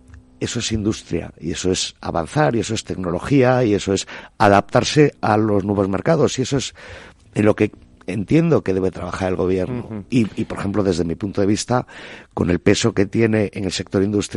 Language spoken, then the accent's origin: Spanish; Galicia, Spain; soy gallego y veraneo en Galicia